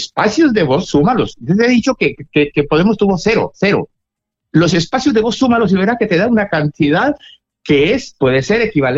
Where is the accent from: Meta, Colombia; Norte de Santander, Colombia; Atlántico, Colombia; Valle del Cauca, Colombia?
Valle del Cauca, Colombia; Cali; como yo soy caleño, en Colombia